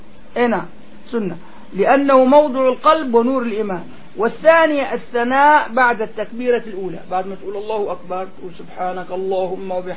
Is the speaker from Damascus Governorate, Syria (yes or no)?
yes; Damascus, Damascus Governorate, Syria; هون عنا ما بيعملوا هون عنا لحد ما فيه كله شق عندنا في دمشق كله شق